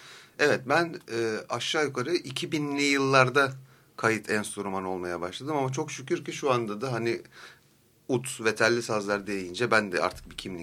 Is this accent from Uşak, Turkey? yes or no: no; Antalya, Turkey; born there; Ben 76 senesinde dünyaya geldim. Antalya'da.